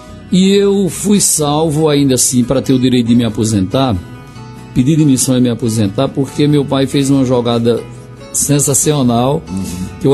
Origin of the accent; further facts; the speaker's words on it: Monteiro, Paraíba, Brazil; Nasci em Monteiro, me criei em Monteiro, trabalhei no Banco do Brasil em Monteiro, deixei o banco e estou na vida de forró, mas sempre morando em Monteiro.